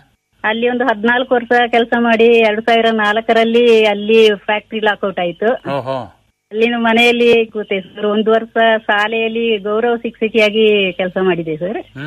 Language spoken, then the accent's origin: Kannada; Bishettigeri, Karnataka, India; Bishettigeri village ಕೊಂಗಣ ಗ್ರಾಮದಲ್ಲಿ sir.